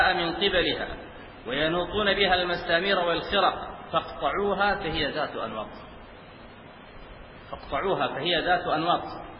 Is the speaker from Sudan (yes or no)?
yes; Sudan; في بعض المناطق عندنا في السودان